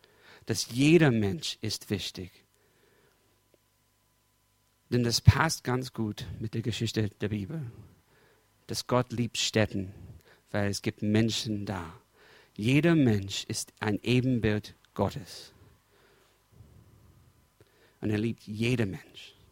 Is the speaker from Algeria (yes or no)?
no; United States; German is a second language; Ich bin Amerikaner und ich habe in die letzten 30 Jahre, ich habe in drei verschiedenen Großstädten gewohnt. Die meiste Zeit, wir haben mit meiner Familie immer in einem Vorort, wo es sicher war, wo es ziemlich weiß war, ich meine weiße Leute.